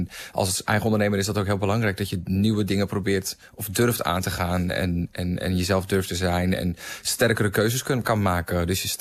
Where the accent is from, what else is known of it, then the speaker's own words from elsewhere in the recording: Volendam, North Holland, Netherlands; de wereld waar ik ben opgegroeid in Volendam was heel heteronormatief.